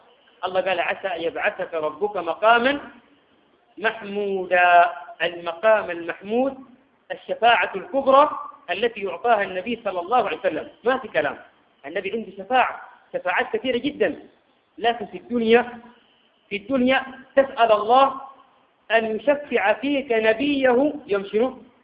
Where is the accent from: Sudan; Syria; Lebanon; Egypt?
Sudan; عندنا في السودان هنا